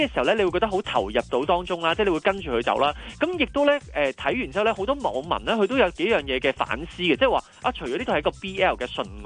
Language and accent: Cantonese; Hong Kong; 我们香港人